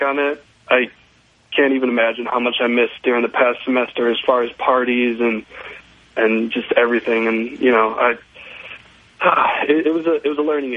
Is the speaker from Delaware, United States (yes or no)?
no; Madison, Wisconsin, United States; I'm 20 years old, and I'm from Madison, Wisconsin. I go to the university there.